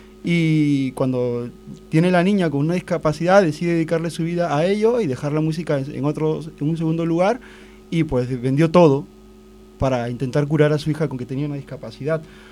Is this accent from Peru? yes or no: yes; Peru; Eso soy de Perú.